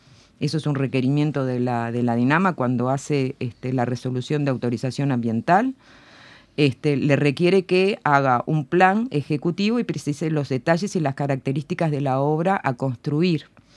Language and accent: Spanish; Montevideo, Uruguay; Montevideo, yo soy montevideana, vivo en Sayago, Montevideo queda dividida en este y oeste.